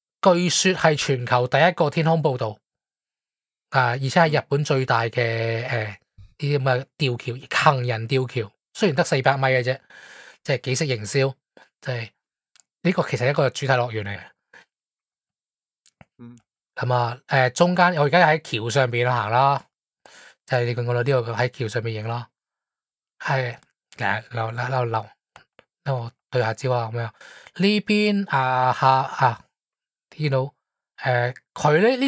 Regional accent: Guangdong, China; 你见我哋平时我哋广东人蒸鱼啊，啲汁系清澈噶嘛。

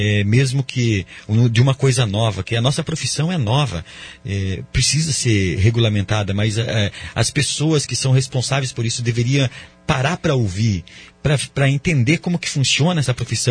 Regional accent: Brazil; Eu acredito que o brasileiro é um sonhador, né? Nós somos brasileiros e nós sonhamos bastante.

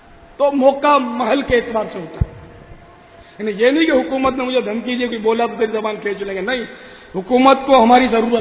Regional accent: Karachi, Sindh, Pakistan; born there; میں تو اصلاً نسلاً پاکستانی ہوں، میری تو پیدائش ہی باب المدینہ میں ہوئی ہے

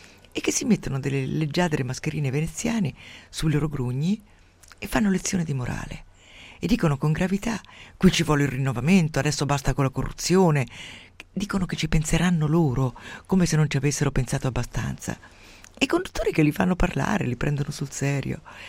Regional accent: Umbria, Italy; Io mi ricordo da piccola nel mio paese umbro

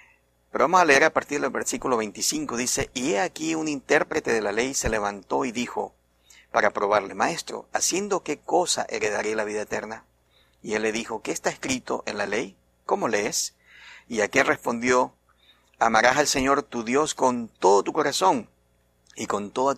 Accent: Venezuela; Saben, yo vengo de Venezuela.

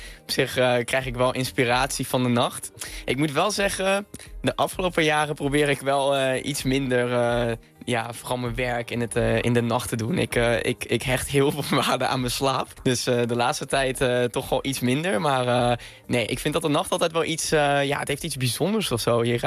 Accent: Venray, Limburg, Netherlands; Ja, geboren en getogen in Venray, in Noord-Limburg.

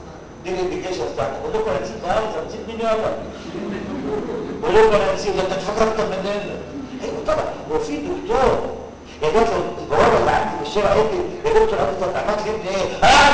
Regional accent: Egypt; أنا مصري وأبويا مصري

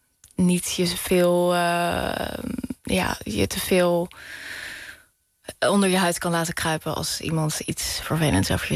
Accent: The Hague, South Holland, Netherlands; Ik kom uit Den Haag, zij komt uit Leiden, heel lief. Dus we hebben allebei een beetje die R. Dat is eigenlijk een regionale R.

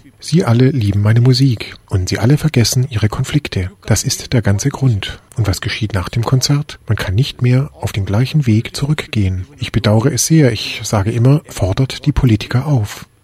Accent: India; Ich selbst spreche über Indien, denn ich bin Inder

